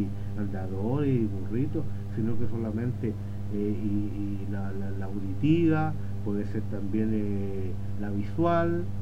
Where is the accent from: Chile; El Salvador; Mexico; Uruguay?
Chile; San Vicente de Tagua Tagua, O'Higgins; born there; yo nací en San Vicente, Tahuatahua, pero estoy muy ligado a Rosario.